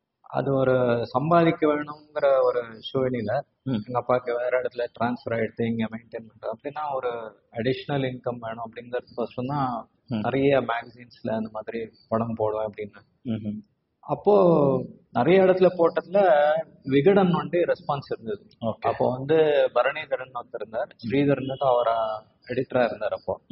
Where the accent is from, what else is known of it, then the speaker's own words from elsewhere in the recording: Hyderabad, Telangana, India; also born or lived in Bangalore; அடியே பிறந்ததெல்லாம் வந்து பெங்களூர்.